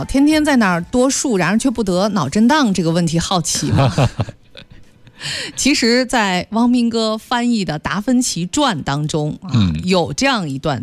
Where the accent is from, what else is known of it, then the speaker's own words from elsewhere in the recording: Hangzhou, Zhejiang, China; 你才32岁，我们杭州话说起来还是小姑娘呢。